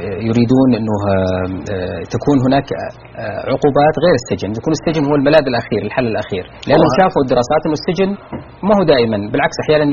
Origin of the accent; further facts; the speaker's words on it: Saudi Arabia; منتشر عندنا في السعودية